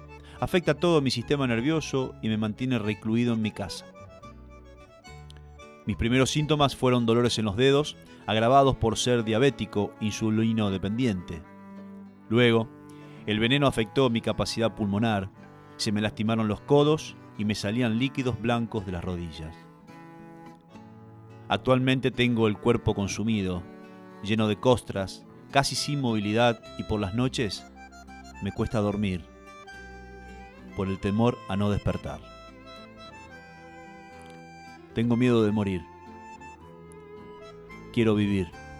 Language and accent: Spanish; Basavilbaso, Entre Ríos, Argentina